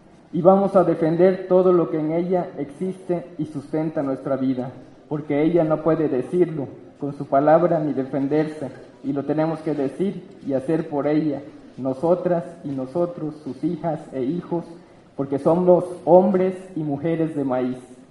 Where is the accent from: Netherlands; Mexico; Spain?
Mexico; Yucatán Peninsula; Nosotros venimos de la península de Yucatán.